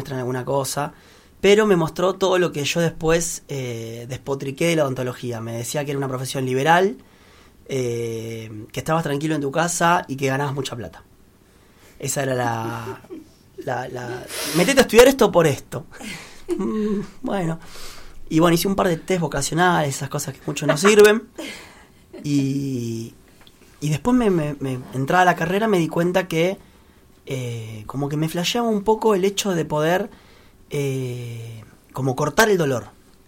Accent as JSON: {"language": "Spanish", "town": "Lomas de Zamora", "region": "Buenos Aires Province", "country": "Argentina", "tie": "born or raised there", "moved": "as an adult", "lives_now": "Buenos Aires, Argentina", "said": "yo soy de Loma de Zamora, viví 39 años ahí, tengo mi primer año de porteño, es muy raro. Ahora estamos en la paternal con Marina y con los chicos."}